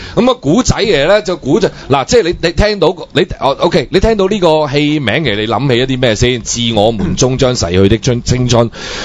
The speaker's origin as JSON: {"language": "Cantonese", "country": "Hong Kong", "said": "因為譬如我哋作為香港人都想睇下大中國內地嗰啲大學生嘅生活啦"}